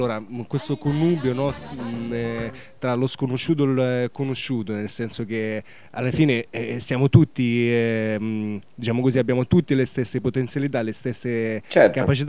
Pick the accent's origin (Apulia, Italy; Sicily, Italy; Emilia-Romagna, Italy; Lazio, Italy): Lazio, Italy; Rome; sono cresciuto qui a Roma